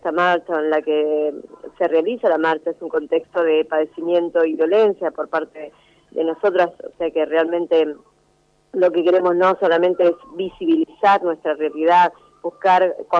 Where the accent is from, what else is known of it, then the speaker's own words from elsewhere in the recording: Chubut, Argentina; yo vengo de la provincia de Chubut, de la cordillera